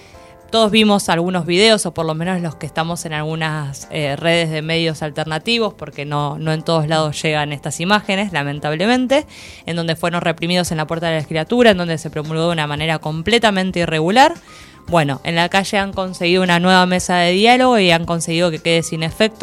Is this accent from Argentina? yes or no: yes; Argentina; va a depender un poco de la memoria que tengamos como pueblo argentino